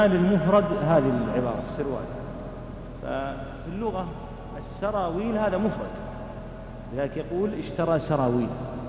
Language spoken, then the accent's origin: Arabic; Saudi Arabia; موجود ولا يزال موجودا لكنه قليل استخدامه بالذات عندنا في المملكة